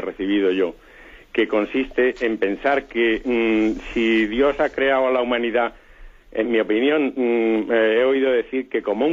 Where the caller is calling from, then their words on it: Seville, Andalusia, Spain; de Sevilla.